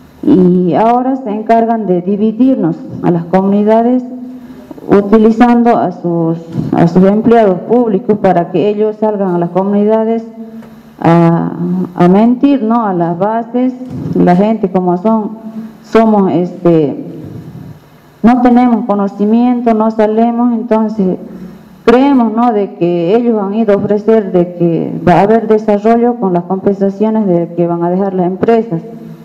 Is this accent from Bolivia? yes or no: yes; Tarija, Bolivia; Yo también soy de la Reserva de Flora y Fauna Tariquía, que está dentro del departamento de Tarija.